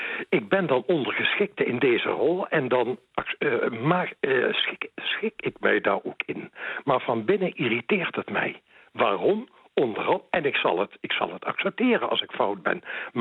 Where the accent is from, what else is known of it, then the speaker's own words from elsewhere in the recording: Netherlands; En ik vind zelf als Nederlander zijnde dat jij dat niet uit hoeft te dragen op jouw werk.